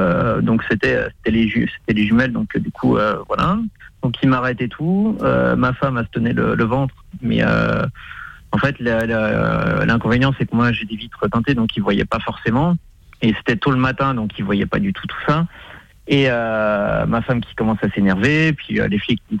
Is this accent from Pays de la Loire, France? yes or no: yes; Pays de la Loire, France; Non, moi je suis d'originaire de Vendée